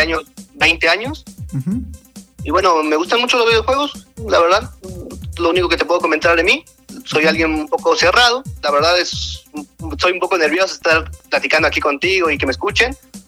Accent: Oaxaca de Juárez, Oaxaca, Mexico; Y bueno, soy de Oaxaca de Juárez. Nací aquí y vivo aquí toda mi vida, he vivido acá.

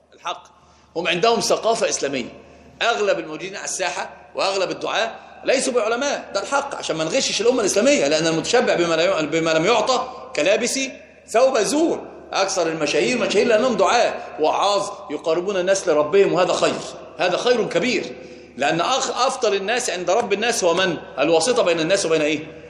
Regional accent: Upper Egypt, Egypt; عندنا في الصعيد بيقسم بالبخاري على أنه قرآن،

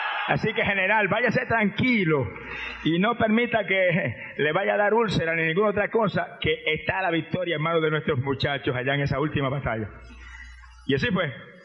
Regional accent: Puerto Rico; Yo era una estrella en el deporte en mi país. Campeón de levantamiento de pesa, peso medio por años y años. Mister Puerto Rico y Mister Norteamérica en fisicultura.

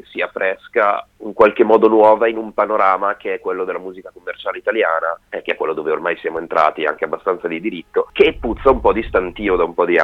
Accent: Bergamo, Lombardy, Italy; noi siamo pure di Bergamo.

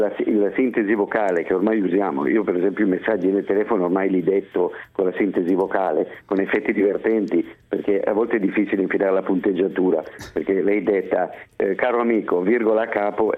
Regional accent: Florence, Tuscany, Italy; Sono di Firenze, tra l'altro.

